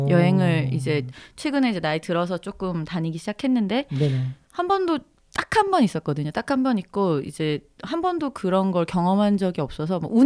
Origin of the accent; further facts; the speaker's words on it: South Korea; 왜냐하면은 우린 한국 사람인데 영어를 못한 게 당연하고